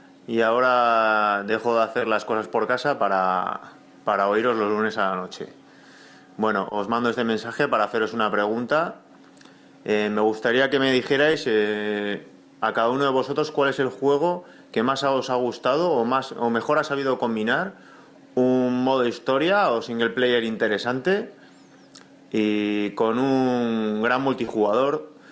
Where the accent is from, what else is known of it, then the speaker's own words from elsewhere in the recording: San Sebastián, Basque Country, Spain; de San Sebastián otra vez.